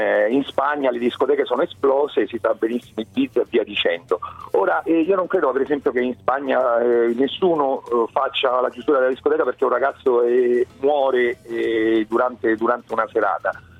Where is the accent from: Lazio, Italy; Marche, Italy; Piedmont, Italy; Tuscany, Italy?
Lazio, Italy; Rome; io sono di Roma, ma insomma ho 43 anni